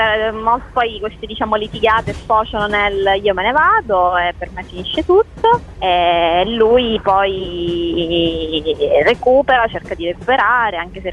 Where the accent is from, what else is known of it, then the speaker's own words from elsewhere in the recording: Sicily, Italy; Siciliana, sì.